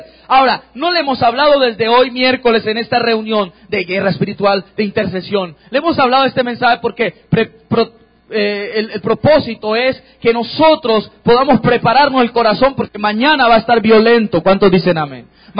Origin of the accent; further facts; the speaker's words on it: Cali, Valle del Cauca, Colombia; Tú que vives aquí, yo vengo de Cali, pero tú que estás aquí